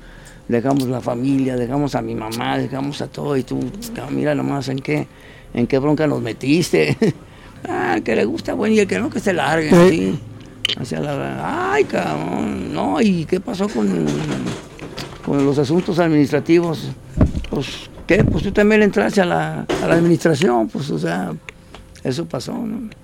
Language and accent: Spanish; Mexico; Y llegábamos a preguntar que somos de México y acá.